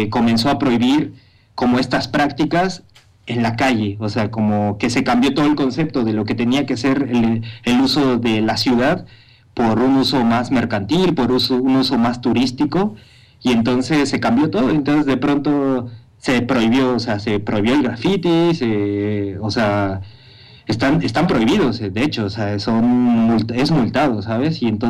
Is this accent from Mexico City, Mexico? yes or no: yes; Mexico City, Mexico; now in Madrid, Spain; Yo soy del DF y yo sé que la imagen que mucha gente tiene del DF no se parece para nada a la imagen que yo he vivido